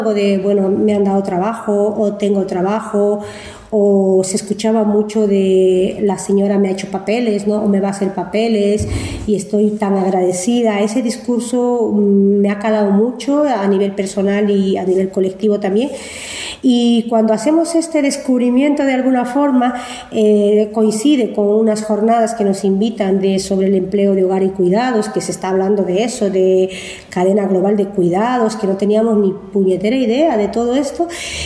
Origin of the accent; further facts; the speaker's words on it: Bolivia; moved away; Entonces así nace ese encuentro para poder compartir como mujeres bolivianas, en inicio por identidad